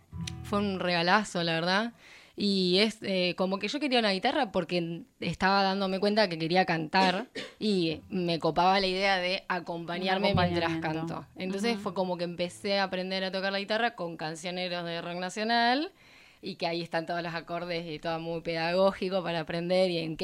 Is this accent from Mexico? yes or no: no; Azul, Buenos Aires Province, Argentina; Soy de Azul.